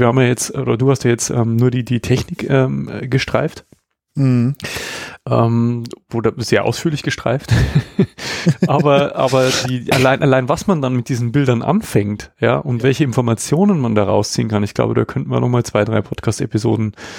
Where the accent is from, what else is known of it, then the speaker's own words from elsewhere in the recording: Passau, Bavaria, Germany; Also auch wenn man jetzt hier von Weitem wieder auf meine Heimatstadt zufährt, hier in Passau, sieht man auch schon diese Lichtkuppel